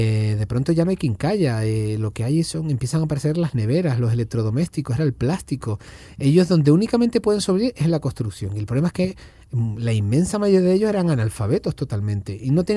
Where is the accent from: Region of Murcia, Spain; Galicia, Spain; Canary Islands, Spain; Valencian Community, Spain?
Canary Islands, Spain; now in Madrid, Spain; Yo soy de Canarias